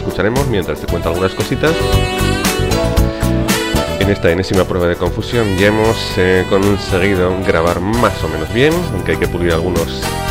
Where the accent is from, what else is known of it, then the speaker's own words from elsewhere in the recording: Aragon, Spain; Pero como soy aragonés, cabezotas que dicen que somos, pues nos cuesta mucho rendirnos.